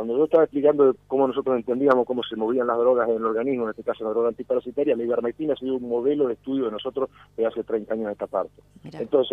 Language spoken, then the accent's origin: Spanish; Lorenzo, Argentina; yo vengo de un pueblo, de Lorenzo, es mi pueblo, un pueblo chiquito, fui a la escuela primaria pública, al secundario público, a la universidad pública.